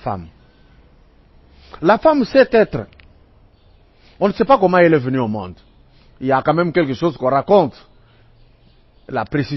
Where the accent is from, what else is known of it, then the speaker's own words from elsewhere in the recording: DR Congo; Mais ici, chez nous, au Congo, en RDC